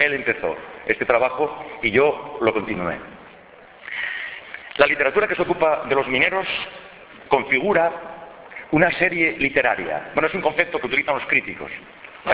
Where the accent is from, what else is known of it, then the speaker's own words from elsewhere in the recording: El Entrego, Asturias, Spain; que es que yo soy del Entrego. Y yo creo que con eso está dicho todo.